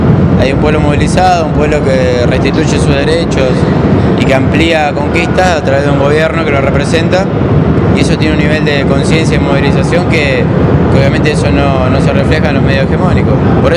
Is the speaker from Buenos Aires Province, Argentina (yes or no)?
yes; Berazategui, Buenos Aires Province, Argentina; ¿Cómo se dice cuando soy de Berazategui?